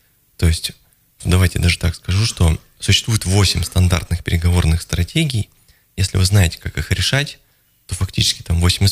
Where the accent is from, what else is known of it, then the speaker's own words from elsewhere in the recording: Novosibirsk, Novosibirsk Oblast, Russia; moved away as an adult; also born or lived in Saint Petersburg; now in Moscow, Russia; Я сам из Новосибирска, в общем-то, поэтому я представляю, о чем речь.